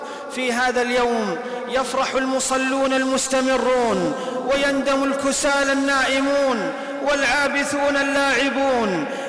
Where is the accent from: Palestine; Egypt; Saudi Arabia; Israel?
Saudi Arabia; وفي بلدنا المملكة العربية السعودية عجز العدو أن يخترق بلادنا عسكريا